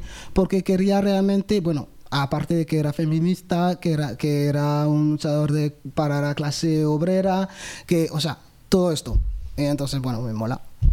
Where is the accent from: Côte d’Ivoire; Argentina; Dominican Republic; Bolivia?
Côte d’Ivoire; Y claro, ahí pues yo soy de Costa de Marfil, Burkina Faso es justo al lado.